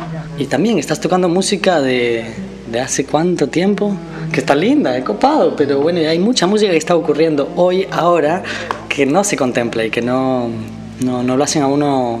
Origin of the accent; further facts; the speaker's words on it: Costa Rica; moved away as an adult; Para mí se me abrió la cabeza muy grande cuando salí de Costa Rica y empecé a ver la cantidad de música popular que hay en Latinoamérica.